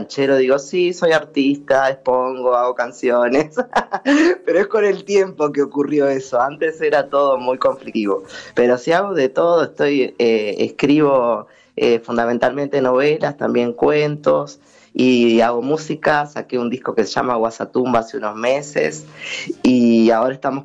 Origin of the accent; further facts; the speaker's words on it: Tacuarembó, Uruguay; yo siempre hago nombres relacionados con Tacuarembó, que es de donde yo soy